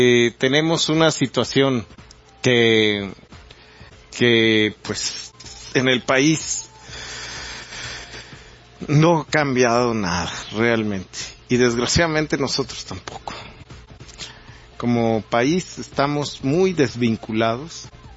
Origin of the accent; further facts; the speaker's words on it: Mexico; Es una triste realidad de nosotros como mexicanos.